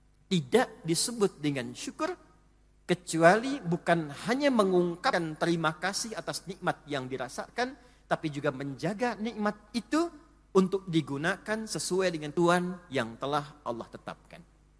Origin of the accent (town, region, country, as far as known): Indonesia